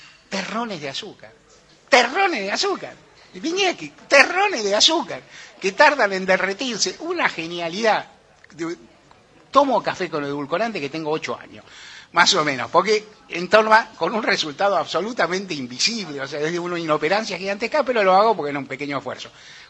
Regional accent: Buenos Aires, Argentina; no he tenido residencia fuera de Buenos Aires salvo un año de mi vida siendo muy chico. Vivo en la misma manzana en que nací, por azares de la vida, por avatares nomás. Y soy un porteño incurable

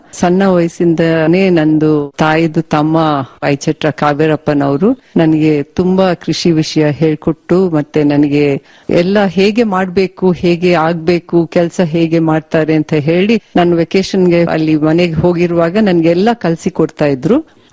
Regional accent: Karnataka, India; also born or lived in Karwar / Bangalore; ನಾನು ಹುಟ್ಟಿದ್ದು ಕಾರವಾರ ಜಿಲ್ಲೆಯಲ್ಲಿ, ಬೆಳೆದಿದ್ದು ಕರ್ನಾಟಕದಲ್ಲಿ, ಆದ್ರೆ ಬೇರೆ ಬೇರೆ ಟೌನ್ ಅಲ್ಲಿ, ಮತ್ತೆ ಬ್ಯಾಂಗ್ಳೂರಲ್ಲಿ.

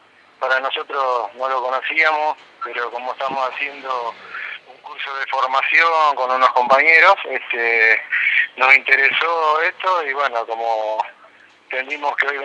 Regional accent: Moreno, Buenos Aires Province, Argentina; Nosotros somos de Moreno

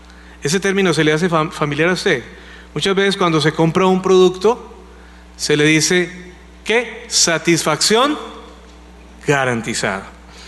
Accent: Colombia; Para nosotros como colombianos, pues el secuestro no es algo raro.

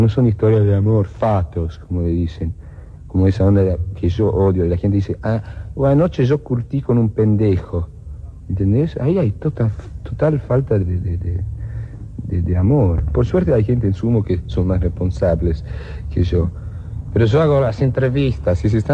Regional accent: Italy; also born or lived in Scotland / England; Sí, pero yo soy un italiano que no es italiano. Mi mamá nació en China, mi padre en Turquía. Yo viví en Escocia, en Inglaterra. No sé.

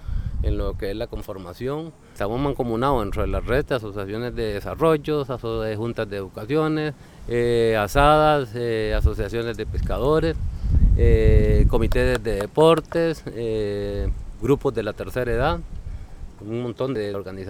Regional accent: Puerto Níspero, Puntarenas, Costa Rica; vengo de Puerto Níspero

